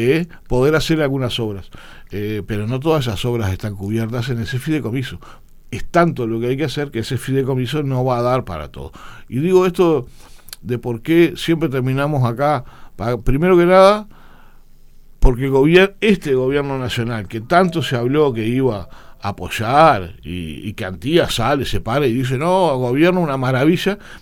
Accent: Punta del Este, Maldonado, Uruguay; como un hijo de Maldonado y criado en Punta del Este, yo me crié en Punta del Este, mis padres eran caseros acá, yo me crié en la península mismo

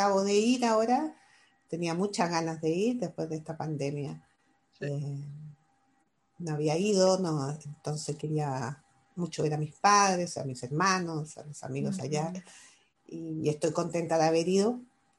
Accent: Chile; soy de aquí, soy de allá, o sea, soy ciudadana del mundo en ese sentido. Es algo que nunca dejé de mantener la conexión con Chile y con mi gente

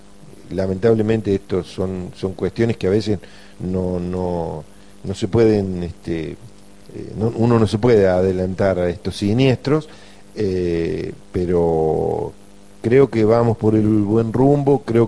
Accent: Argentina; sino que nos interesan simplemente como argentinos o como personas que vivimos en esta parte sur del continente.

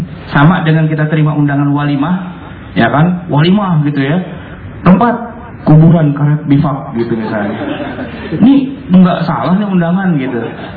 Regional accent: Jakarta, Indonesia; kalau saya nih orang Betawi

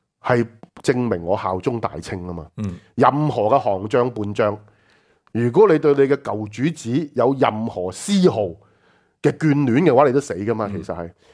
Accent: Hong Kong; 我相信我们香港人就大家拍手掌啦，是吧？

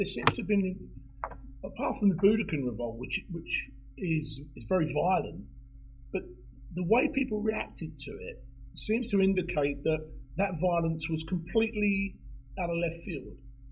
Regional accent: London, United Kingdom; as a Londoner, is really part of it.

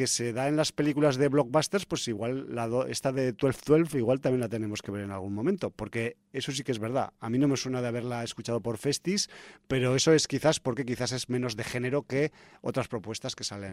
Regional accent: Aragon, Spain; De pues, mi tierra, de Aragón

